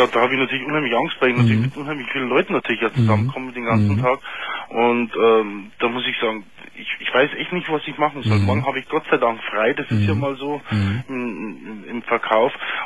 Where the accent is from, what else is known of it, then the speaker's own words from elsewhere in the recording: Pfarrkirchen, Bavaria, Germany; Und ich bin ja aus Pfarrkirchen.